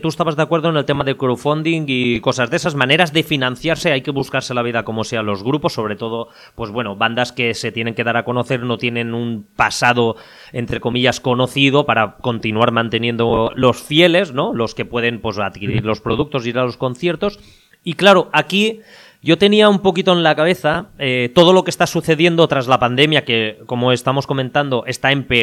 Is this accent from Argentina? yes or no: no; Spain; por lo menos en lo que somos los españoles